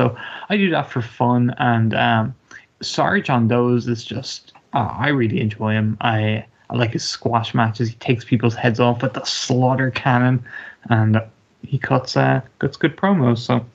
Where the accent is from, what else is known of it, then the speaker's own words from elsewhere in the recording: Ireland; maybe just me as an Irishman